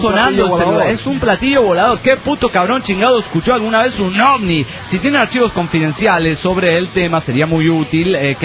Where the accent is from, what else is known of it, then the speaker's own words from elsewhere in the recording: Guadalajara, Jalisco, Mexico; de Guadalajara, Jalisco, México.